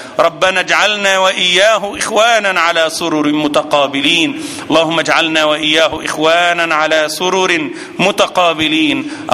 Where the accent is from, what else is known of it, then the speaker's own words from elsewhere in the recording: Egypt; هذا عندنا في مصر مال كبير